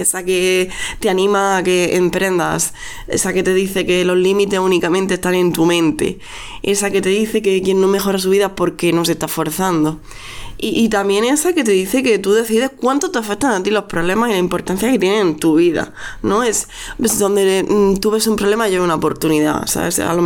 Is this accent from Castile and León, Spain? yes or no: no; Andalusia, Spain; now in Catalonia, Spain; Porque aquí somos muchas andaluzas las que estamos aquí en Cataluña.